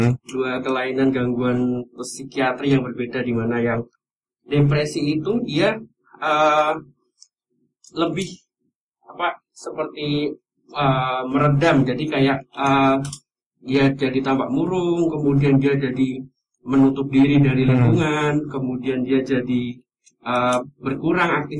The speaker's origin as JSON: {"language": "Indonesian", "town": "Pekalongan", "region": "Central Java", "country": "Indonesia", "tie": "born or raised there", "lives_now": "Yogyakarta, Indonesia", "said": "Saya asli Pekalongan, mas."}